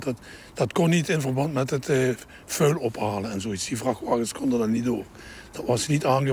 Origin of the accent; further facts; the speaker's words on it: Hoensbroek, Limburg, Netherlands; born there; Ik ben geboren in Mariaraden. Dat is ook een vergelijkbare wijk als deze. Ook een mijnwerkerskolonie. En daar hebben we er hier in het Hoensbroekse hebben we er al drie van.